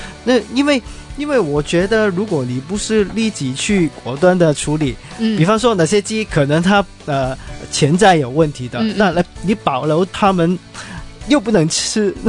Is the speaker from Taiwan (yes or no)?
no; Hong Kong; 但是我作为一个香港人，其实我是蛮支持的